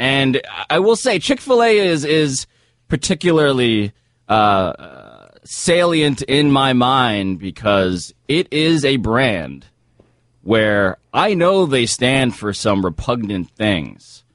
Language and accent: English; United States; because I am a Filipino-American, and this is how I do things